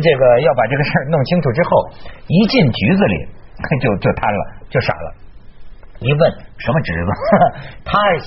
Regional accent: Hebei, China; 我们河北人还是很有功德的

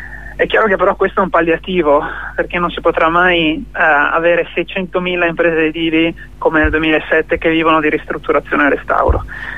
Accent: Veneto, Italy; dalle mie parti in Veneto, per dire, il 20% del suolo è cementificato

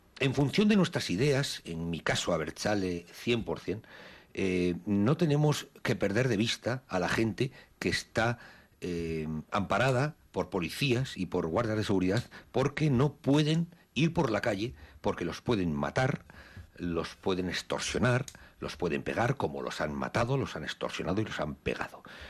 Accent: Basque Country, Spain; Pero esto hay que hacerlo como los vascos hemos hecho todo en esta vida, que es trabajando.

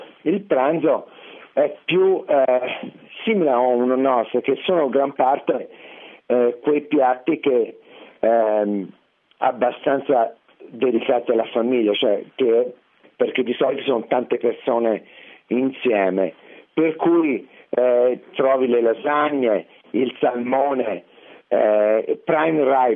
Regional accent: Tuscany, Italy; moved away as an adult; now in New York, United States; perché praticamente essendo toscano non ho mai avuto la possibilità di conoscere questa tradizione

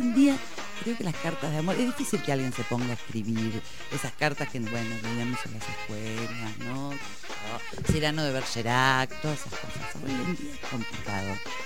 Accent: Bahía Blanca, Buenos Aires Province, Argentina; moved away as an adult; now in La Plata, Argentina; pero no soy de La Plata, soy de... No, vos lo dijiste. Vos lo contaste antes. Yo soy de Bahía Blanca. Vine a estudiar medicina acá

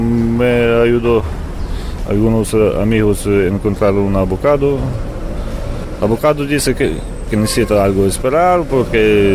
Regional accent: Ukraine; Spanish is a second language; now in Spain; Soy de Ucrania.

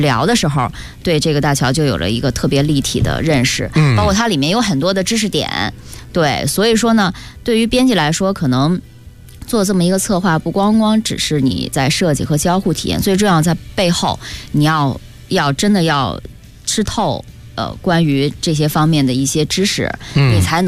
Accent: China; 也说明哈，我们中国人。中国的网民是他的感情是非常的淳朴的

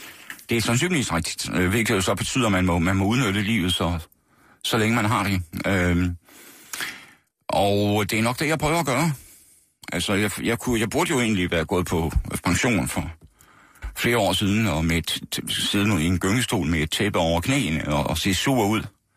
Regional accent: Horsens, Central Denmark Region, Denmark; I Horsens. Vestergade i Horsens. Ikke noget særligt spændende kvarter, men der er altså, har gået på Rysgade skole hed det, som lå om hjørnet, og senere gik jeg så på Horsens

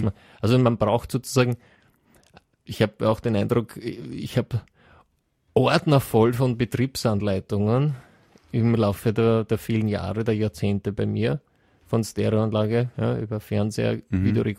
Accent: Sweden; aber bei uns in Schweden gibt es natürlich auch Gegenden, wo noch gar kein Internet ist.

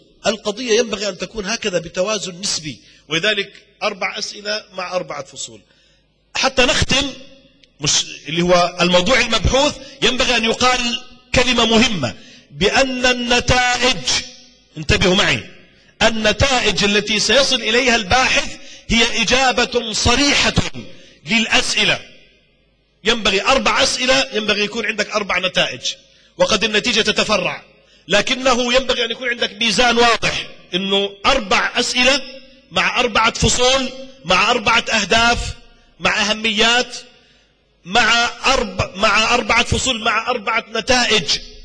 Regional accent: Jordan; في عندنا في الأردن، في جامعة آل البيت، في الجامعة الهاشمية، في جامعة العلوم الإسلامية، في الجامعة الإسلامية، في جامعة الكويت، اشتغلت أنا في العديد من الجامعات،

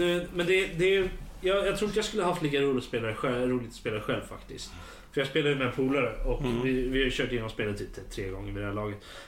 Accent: Örebro, Örebro County, Sweden; Jag är örebroare fortfarande. Närking.

